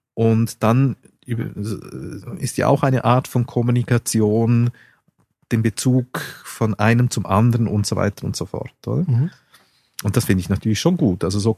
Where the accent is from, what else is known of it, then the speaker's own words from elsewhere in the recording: Switzerland; als Schweizer hat man immer den Eindruck